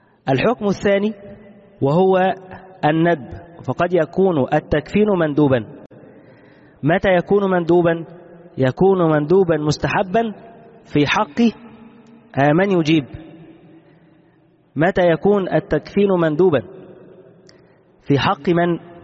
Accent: Egypt; كما هو الشائع عندنا في مصر

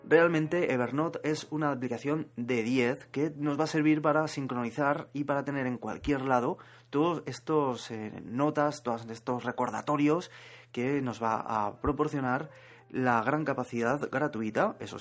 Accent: Zaragoza, Aragon, Spain; Yo soy de Zaragoza y aquí un paisano mío

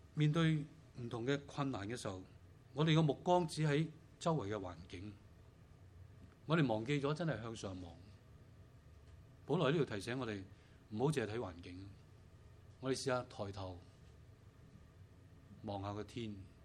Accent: China; 我們中國人有些話說得很好的，人無遠慮必有近憂，是不是？

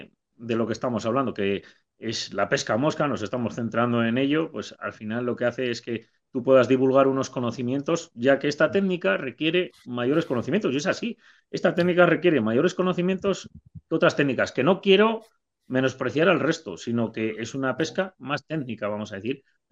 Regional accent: León, Castile and León, Spain; Te conocen a ti, tío, que eres de Burgos, y no nos conocen a nosotros, que somos de aquí de León.

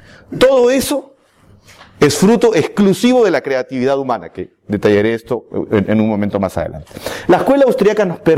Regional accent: Peru; Vengo desde el Perú

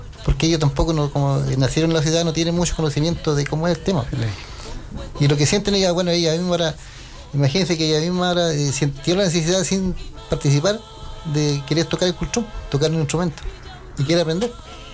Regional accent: Lautaro, Araucanía, Chile; en mi comunidad yo soy de Lautaro. Allá no se hacía nada.

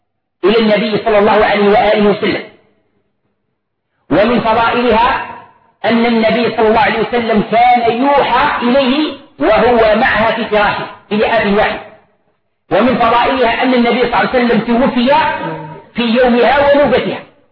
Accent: Algeria; طبق معروف عندنا في الجزائر وفي غير الجزائر

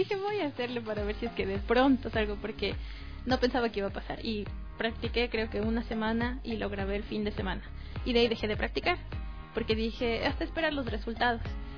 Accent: Tulcán, Carchi, Ecuador; Es que yo no soy de aquí, yo soy de Tulcán.

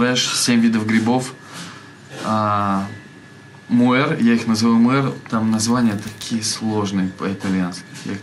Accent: Omsk, Omsk Oblast, Russia; now in Asti, Italy; я из Омска. Попал сюда по счастливой случайности. Я приехал сюда учиться на север Италии, в Пьемонт, в Асти.

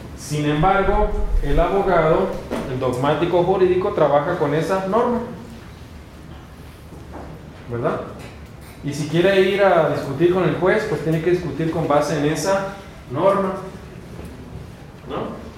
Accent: Baja California, Mexico; moved away; las leyes yo soy de Baja California, las leyes de Baja California tienen el mismo rango constitucional que las federales

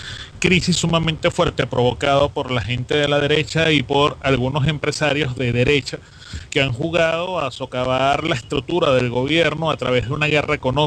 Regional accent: Venezuela; todavía no tienen la concepción de lo que somos como venezolanos

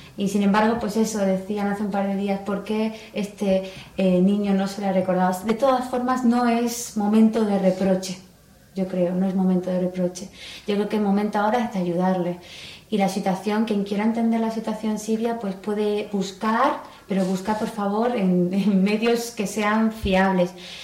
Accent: Spain; aquí, como yo, española, pues no hablaban

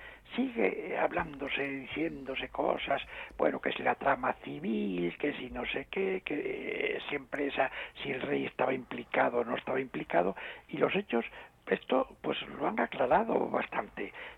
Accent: Asturias, Spain; en mi pueblo, en una ciudad pequeña de Asturias

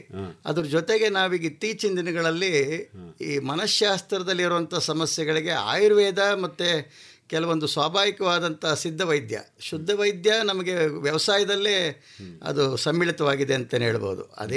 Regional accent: Sakleshpur, Karnataka, India; sir, ನಾನು ಸಕಲೇಶ್ಪುರ, ಹಾಸನ್ ಜಿಲ್ಲೆ

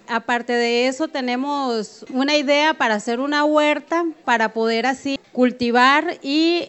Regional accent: Abangaritos, Puntarenas, Costa Rica; soy de Abangaritos, ¿verdad? Pertenezco a la Asociación de Mujeres y a la Asociación Provivienda de Abangaritos.

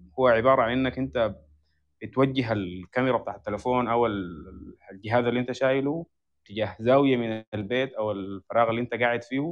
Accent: Sudan; فاحنا بنكون هسه شايفين الاصهار المعماري عندنا في السودان مقتصر على موضوع الصور

